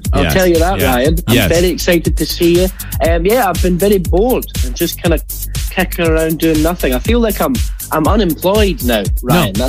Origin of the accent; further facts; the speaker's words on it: Scotland, United Kingdom; I am the Scottish